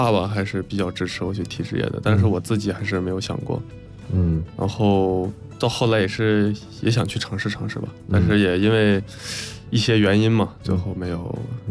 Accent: Inner Mongolia, China; 所以就是我在内蒙长大，也没有踢过，也没有对过这些高水平的队伍。

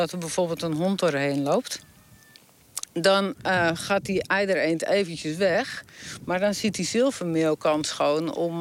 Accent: Texel, North Holland, Netherlands; Ja, ik ben geboren en getogen op Texel. Vlak aan de duinen, vlak aan het bos.

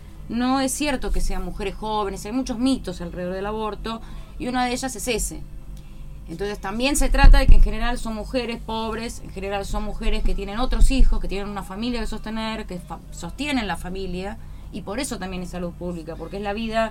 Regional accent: Lanús, Buenos Aires Province, Argentina; de acá de la zona de Lanús, militante feminista desde hace muchos años

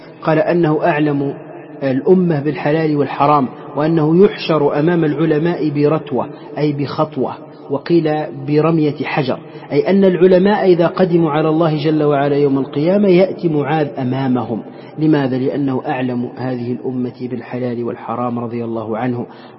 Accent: Morocco; ونحن عندنا في المغرب يعني العربي وفي تونس خاصة

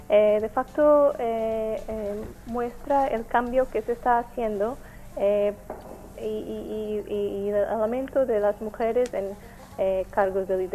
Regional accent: Portugal; Spanish is a second language; Yo soy portuguesa.

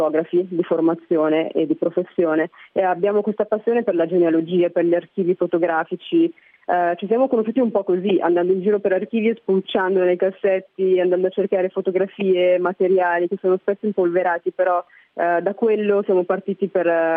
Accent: Milan, Lombardy, Italy; Io sono cresciuta a Milano, in Italia

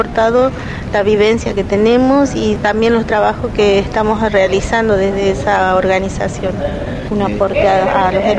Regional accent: Formosa, Argentina; Nosotros venimos de la provincia de Formosa, precisamente del barrio Namcom, que queda a 10 kilómetros de la ciudad.

